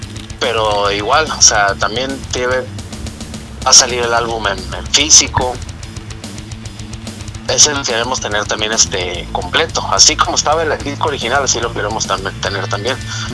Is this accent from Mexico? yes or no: yes; Tijuana, Baja California, Mexico; las canciones con las que pues se puede decir que yo crecí escuchando metal aquí en Tijuana